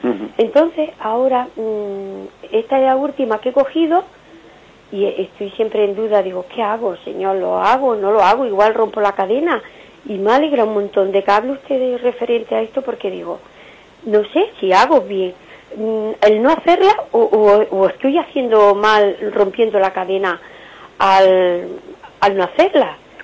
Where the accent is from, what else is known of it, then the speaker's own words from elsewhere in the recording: Andalusia, Spain; yo soy de Andalucía y yo tengo mis padres enterrados allí